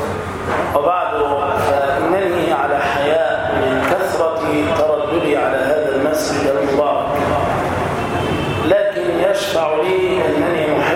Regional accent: Damietta, Damietta Governorate, Egypt; في بلدتنا الطيبة في دمياط.

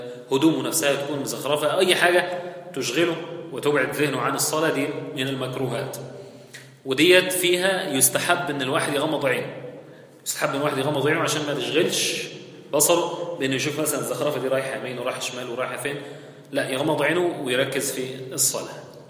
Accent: Egypt; الناس بتقول هنا عندنا في مصر معرفش في البلاد التانية ولا،

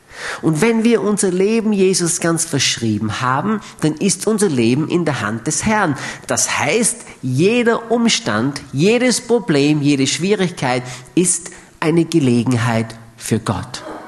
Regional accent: Austria; Aber bei uns in Österreich ist das ganz anders.

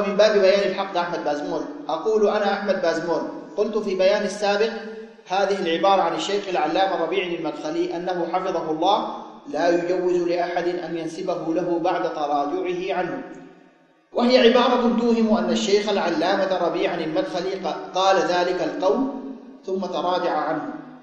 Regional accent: Sudan; عندنا في السودان، ولاة أمرنا في هذه البلاد

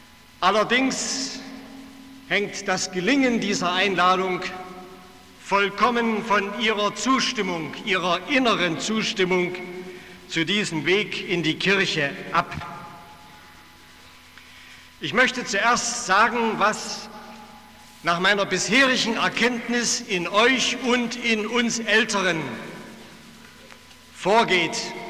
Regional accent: Zittau, Saxony, Germany; Ich habe diesen Abend als 16-Jähriger in Zittau, meiner Heimatstadt, erlebt.

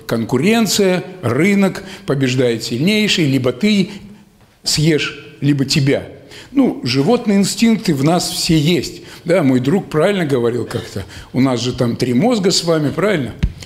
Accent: Kostroma, Kostroma Oblast, Russia; ладно, я из Костромы-то, из Волги, а вон вообще с Урала.

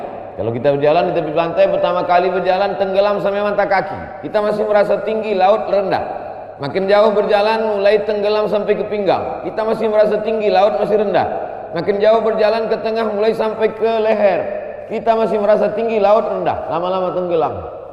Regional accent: Riau, Indonesia; Sebagai orang Riau bangga kita.

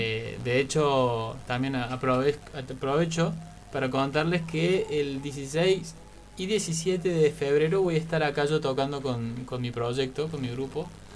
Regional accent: Argentina; está muy presente en nuestra cultura como argentinos

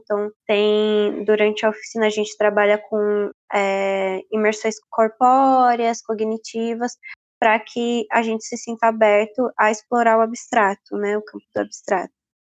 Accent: Osasco, São Paulo, Brazil; sou de Osasco, São Paulo. Estou há 2 anos no nomadismo, então não necessariamente o Osasco é meu lugar de moradia, mas sim o meu lugar de retorno.

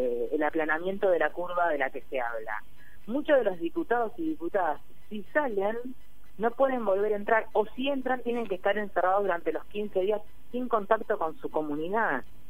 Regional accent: Necochea, Buenos Aires Province, Argentina; Yo soy de Necochea, ¿eh? Casi vecina

